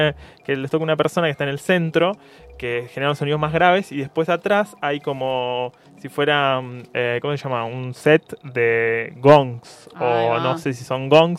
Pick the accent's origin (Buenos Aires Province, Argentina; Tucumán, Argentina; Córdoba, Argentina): Buenos Aires Province, Argentina; Necochea; Yo soy de Necochea, en realidad.